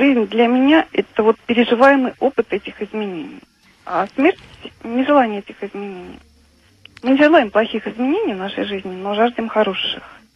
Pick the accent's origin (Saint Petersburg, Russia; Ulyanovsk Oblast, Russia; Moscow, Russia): Ulyanovsk Oblast, Russia; Ulyanovsk; Да, я из Ульяновска.